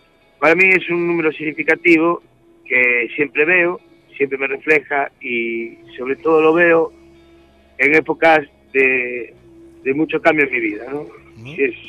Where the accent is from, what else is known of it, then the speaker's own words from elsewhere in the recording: Galicia, Spain; somos gallegos y tenemos una retranca ya jodida